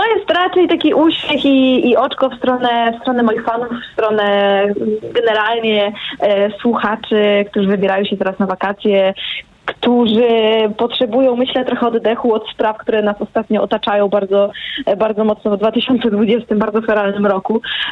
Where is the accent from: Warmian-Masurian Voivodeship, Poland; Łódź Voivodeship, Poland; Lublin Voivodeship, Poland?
Warmian-Masurian Voivodeship, Poland; Ja jestem, pochodzę z okolic Mrągowa